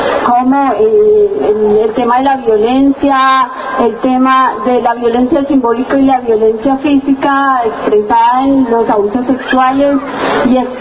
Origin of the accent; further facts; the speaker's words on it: Colombia; now in Argentina; ya somos bastantes los colombianos y las colombianas que estamos aquí en la Argentina